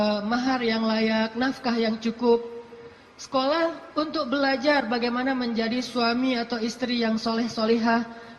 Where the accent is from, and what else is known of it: Aceh, Indonesia; born or raised there; also born or lived in Egypt; now in Bandung, Indonesia